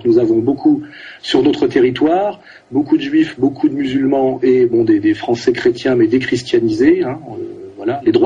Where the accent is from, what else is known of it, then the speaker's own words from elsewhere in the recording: France; Moi, je suis français, j'écris ce livre en français et d'abord pour les Français.